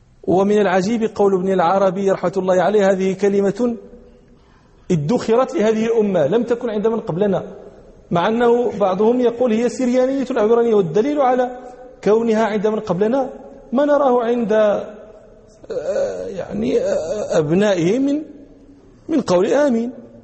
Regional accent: Morocco; أهل البدو عندنا في المغرب، في بعض نواحي المغرب يقولون

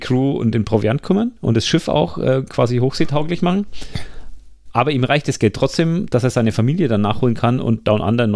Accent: Bavaria, Germany; Verzeiht mir. Ich komme aus Franken.

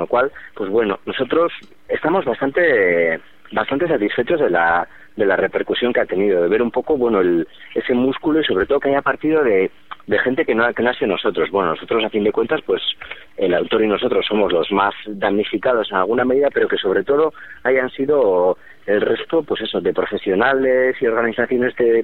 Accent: Basque Country, Spain; tenemos 22 años y estamos políticamente muy marcados, o sea, tanto a la izquierda como, bueno, como vascos que somos

